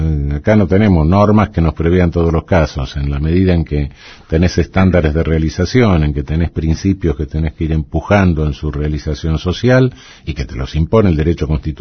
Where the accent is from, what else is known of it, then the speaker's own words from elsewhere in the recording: Buenos Aires, Argentina; Me crié en Flores, nací en Paternal, pero ya a los 2 años me llevaron a Flores, cerca de Plaza Irlanda.